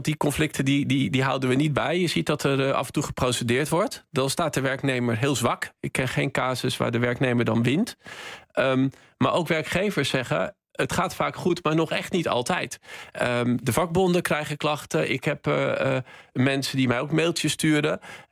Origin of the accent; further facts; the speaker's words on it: North Holland, Netherlands; Ja, ik ben opgegroeid in West-Friesland.